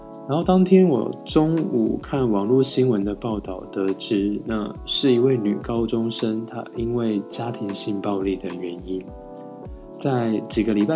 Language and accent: Chinese; Taiwan; now in Japan; 我是台湾人，巴拉巴拉巴，就开始讲我的成长过程啊，我学习日文的过程